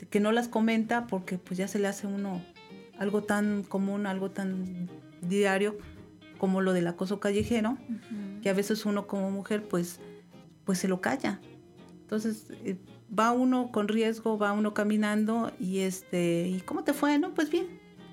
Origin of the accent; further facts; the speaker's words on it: Tuxpan, Mexico; De hecho, yo soy originaria de Tuxpan y esta sería la tercera que llevo allá